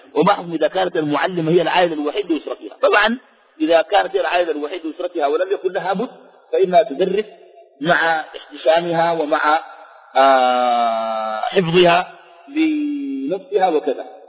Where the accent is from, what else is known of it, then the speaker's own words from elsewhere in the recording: Sudan; وأنا سوداني بالجنسية السودانية